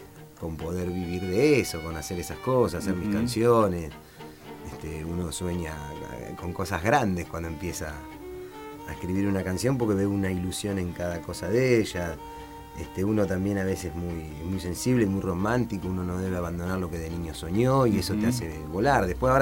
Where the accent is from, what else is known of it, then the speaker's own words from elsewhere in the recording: Mar del Plata, Buenos Aires Province, Argentina; born there; Sí, señor, aquí he nacido en el año 79.